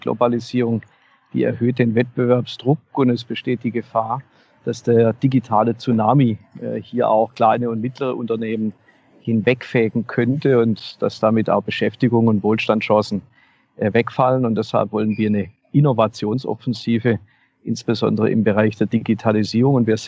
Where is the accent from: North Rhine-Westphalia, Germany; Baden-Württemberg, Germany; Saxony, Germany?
Baden-Württemberg, Germany; Horb am Neckar; in meiner Heimatstadt Horb am Neckar